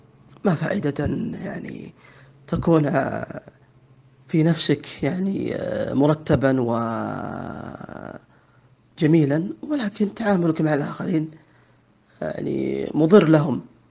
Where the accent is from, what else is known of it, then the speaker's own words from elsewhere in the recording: Saudi Arabia; إذن موقفي أنا كسعودي من تركيا هو نفس موقفي من إيران